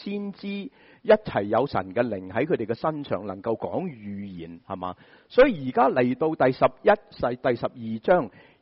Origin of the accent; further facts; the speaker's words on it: Shanghai, China; 我们上海人很喜欢说狮子大开口